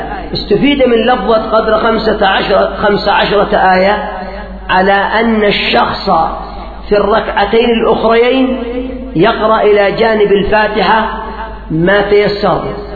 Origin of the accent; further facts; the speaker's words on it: Yemen; إلا عندنا في اليمن